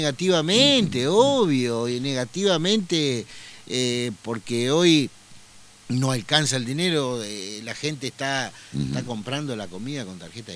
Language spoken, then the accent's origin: Spanish; Concordia, Entre Ríos, Argentina; soy de Concordia, intendente de la segunda ciudad más importante de la provincia de Entre Ríos.